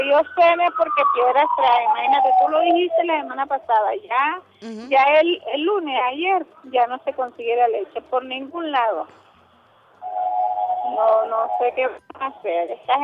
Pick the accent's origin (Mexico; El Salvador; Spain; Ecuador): El Salvador; Yo soy del Salvador, ¿oíste? Y hace poco fui al Salvador porque se me murió mi papá.